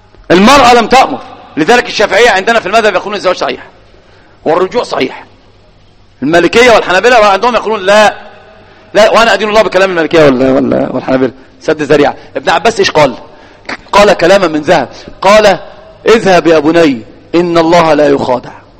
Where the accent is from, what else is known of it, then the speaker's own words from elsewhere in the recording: Egypt; الآن في الإحصائيات على الأقل عندنا في مصر الواحد أمام 9 من النساء